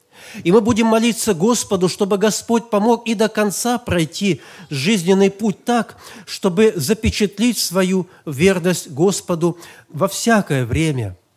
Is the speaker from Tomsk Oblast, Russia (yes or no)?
yes; Tomsk, Tomsk Oblast, Russia; в нашем городе, я из Томска, это было в 65-м году